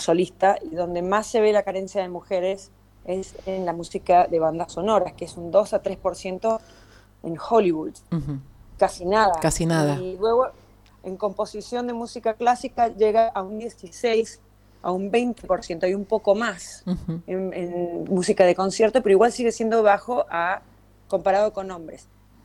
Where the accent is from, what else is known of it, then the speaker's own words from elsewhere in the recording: Mendoza, Argentina; moved away; porque me fui muy joven. Yo nací, crecí, estudié en Mendoza. No pasé por Buenos Aires a hacer estudios o carrera.